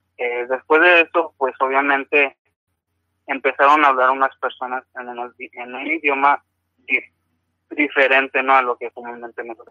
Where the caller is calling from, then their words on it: Nogales, Sonora, Mexico; Sí, buenas noches, hablo de Nogales, Son